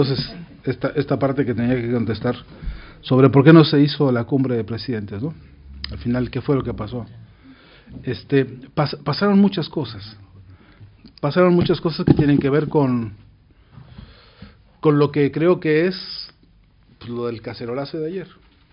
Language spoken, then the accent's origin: Spanish; Mexico; la caída de la gran Tenochtitlán, en mi país sigue siendo un dolor profundísimo